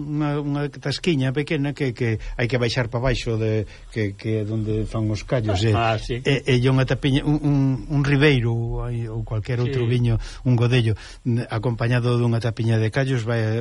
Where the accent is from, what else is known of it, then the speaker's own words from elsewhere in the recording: Ourense, Galicia, Spain; como son de Ourense teño que tirar por ela, non?